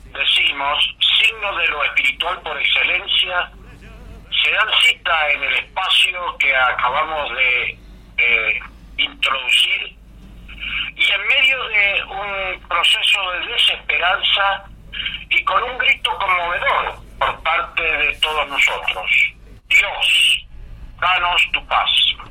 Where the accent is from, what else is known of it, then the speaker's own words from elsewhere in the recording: Mendoza, Argentina; Mendoza, la de los Andes infinitos. Mi tierra, la de las dulces mendocinas.